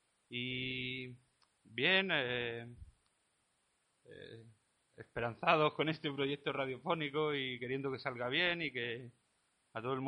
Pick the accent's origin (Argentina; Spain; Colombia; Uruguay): Spain; Mallorca, Balearic Islands; moved away; also born or lived in Granada; Vengo de Mallorca y Granada.